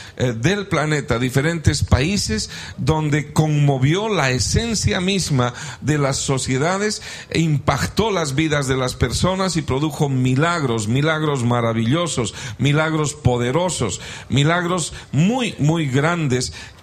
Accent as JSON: {"language": "Spanish", "country": "Bolivia", "tie": "born there", "said": "nosotros somos bolivianos de origen, de nacimiento, nacimos allá y nos convertimos al evangelio allá mismo, y venimos del avivamiento más grande que hubo en mi país, en Bolivia"}